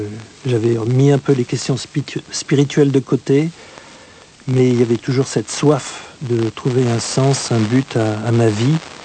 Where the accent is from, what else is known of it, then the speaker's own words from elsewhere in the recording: France; J'ai grandi en France jusqu'à l'âge de 28 ans, j'ai vécu ici. J'étais élevé dans un milieu catholique non pratiquant